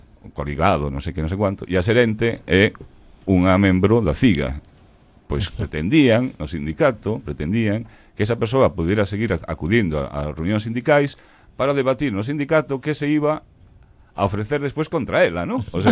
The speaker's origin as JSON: {"language": "Galician", "town": "A Coruña", "region": "Galicia", "country": "Spain", "said": "Eu, cando marchei de Coruña, pois a cousa quedaba así máis ou menos, tal, pero cando fun á Universidade de Vigo desde Coruña, xa me atopei outro percal totalmente diferente, e aquí en Compostela"}